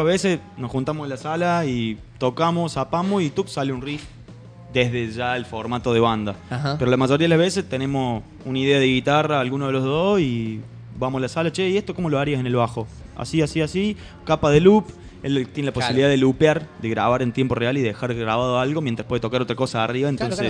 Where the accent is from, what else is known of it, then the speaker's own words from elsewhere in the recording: Río Cuarto, Córdoba, Argentina; moved away; nosotros somos Río Cuarto de Córdoba, hace 2 años que estamos acá viviendo.